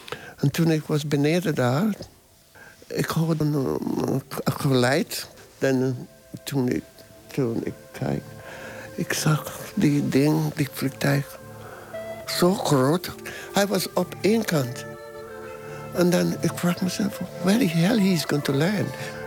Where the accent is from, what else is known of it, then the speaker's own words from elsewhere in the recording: St. Vincent & Grenadines; now in Amsterdam, Netherlands; ik kom uit St. Vincent and the Grenadines. Dat is in de Caribbean.